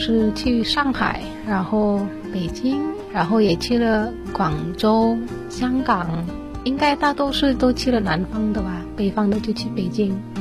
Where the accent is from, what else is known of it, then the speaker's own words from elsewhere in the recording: Kalimantan, Indonesia; 因为印尼很多岛嘛，然后我来自的岛叫做加里曼丹岛。